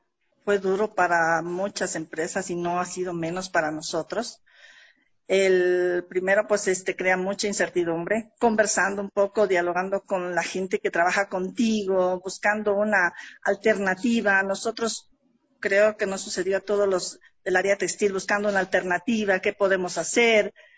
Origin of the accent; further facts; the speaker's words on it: Carchi, Ecuador; now in Quito, Ecuador; mis padres, ellos son del campo, somos del Carchi. Ya vine pues a prepararnos, a estudiar, que siempre ellos nos han dicho, nos enviaban a la capital a estudiar, a prepararnos.